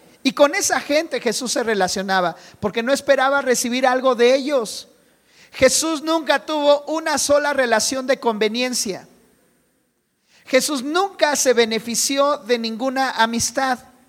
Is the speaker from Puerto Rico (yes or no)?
no; Mexico; Y si en algo somos buenos los mexicanos es en eso, ¿verdad?